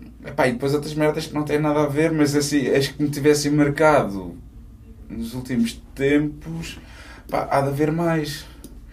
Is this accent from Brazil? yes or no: no; Almada, Setúbal, Portugal; eu vim da Almada, puto, para ir ao King e ao Quarteto, mais ao King.